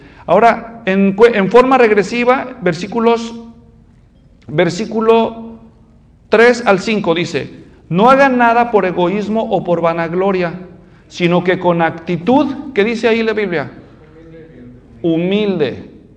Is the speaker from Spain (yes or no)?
no; Mexico; Si yo, nada más siendo mexicano